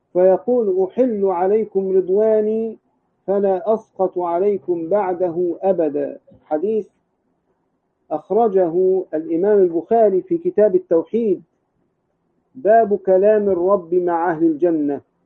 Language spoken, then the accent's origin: Arabic; Egypt; الأزاهرة عندنا في مصر